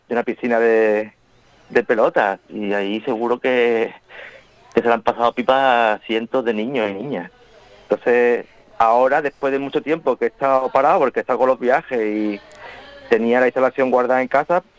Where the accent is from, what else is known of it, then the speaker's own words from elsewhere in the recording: Vélez-Málaga, Andalusia, Spain; en el Centro de Arte Contemporáneo de Vélez Málaga, aquí en mi pueblo